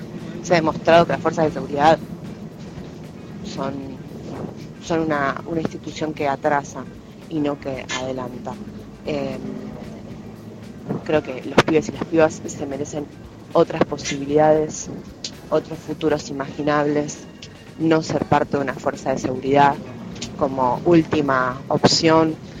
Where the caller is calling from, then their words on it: Buenos Aires, Argentina; de Boedo.